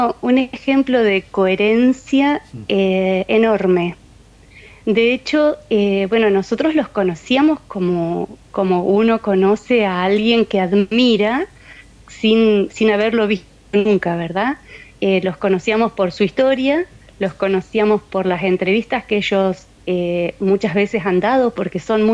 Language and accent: Spanish; Reconquista, Santa Fe, Argentina; Y yo cuando era niña vivía en Reconquista, que es muy cerquita de Guadalupe Norte, son unos 20 kilómetros de donde están Irmina y Remo.